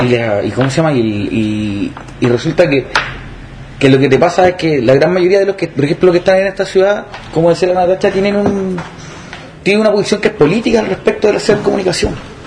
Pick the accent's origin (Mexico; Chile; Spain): Chile; Valparaíso; yo soy del Cerro Placeres y yo escuchaba la radio cuando chivo